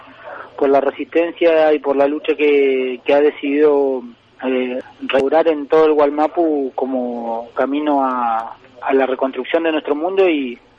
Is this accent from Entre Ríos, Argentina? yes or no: no; Cushamen, Chubut, Argentina; del allanamiento que hubo en mi tierra, en Cusamapu, o Cusamen